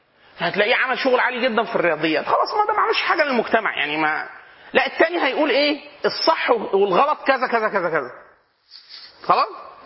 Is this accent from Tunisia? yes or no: no; Upper Egypt, Egypt; احنا عندنا في الصعيد نقول اسيوطي, ولا انت اسيوطي ودي حاجه عظيمه